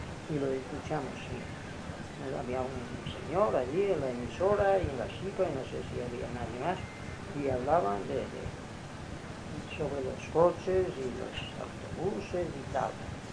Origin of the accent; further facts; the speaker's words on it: Inca, Balearic Islands, Spain; les dije que yo soy de Inca